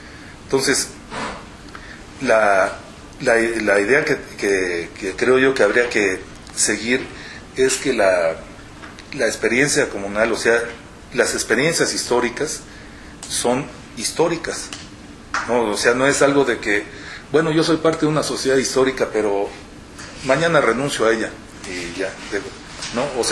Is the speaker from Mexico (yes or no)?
yes; Mexico City, Mexico; Porque los chilangos no somos lo más solidarios del mundo